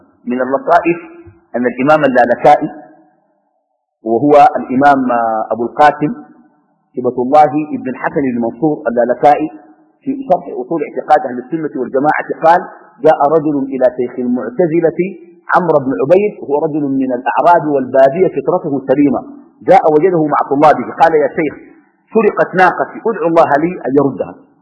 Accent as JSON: {"language": "Arabic", "country": "Sudan", "lives_now": "Qatar", "said": "أني في قطر وأنا من السودان"}